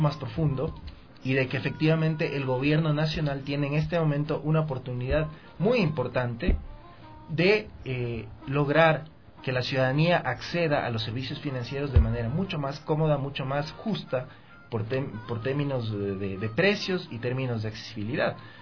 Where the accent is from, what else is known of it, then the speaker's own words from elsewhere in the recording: Ecuador; al menos yo espero, como ecuatoriano, no como militante